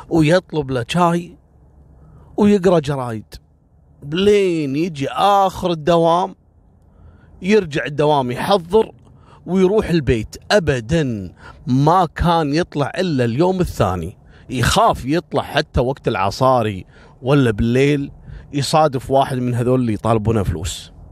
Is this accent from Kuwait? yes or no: yes; Kuwait; عندنا في الكويت،